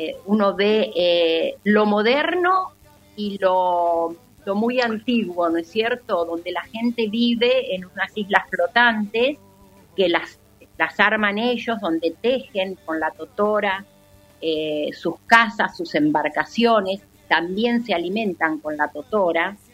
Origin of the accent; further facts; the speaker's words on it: Argentina; Muy gritones somos los argentinos.